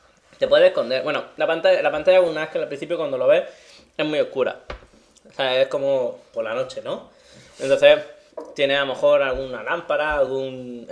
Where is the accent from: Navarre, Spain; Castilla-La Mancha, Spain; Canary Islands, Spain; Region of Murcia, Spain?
Region of Murcia, Spain; Cartagena; No, pero yo soy de Cartagena.